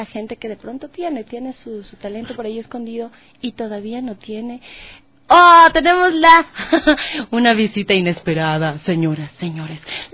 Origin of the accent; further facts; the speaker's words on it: Ecuador; Es que así somos los ecuatorianos.